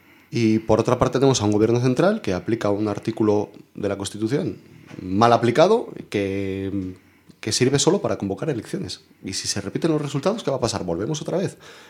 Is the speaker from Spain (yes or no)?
yes; Spain; Somos españoles a mucha honra.